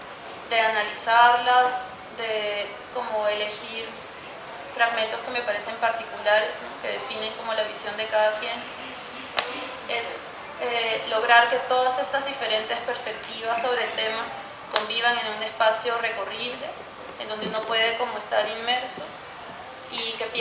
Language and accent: Spanish; Peru; moved away as an adult; yo nací en Perú, viví allí hasta los 21 años, estudié allí artes visuales en la Universidad Católica de Perú.